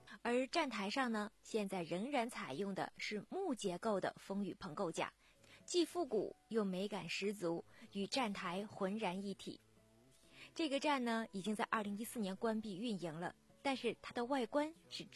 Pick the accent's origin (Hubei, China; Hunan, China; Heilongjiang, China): Heilongjiang, China; now in Beijing, China; 因为很多朋友都知道我的故乡是在黑龙江。